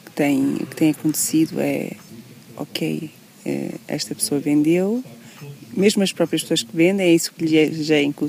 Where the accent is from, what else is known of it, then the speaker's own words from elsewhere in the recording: Covas, Portugal; Nasci em Covas, sou filha de agricultores e sempre tivemos criação de gado, de vários tipos de gado.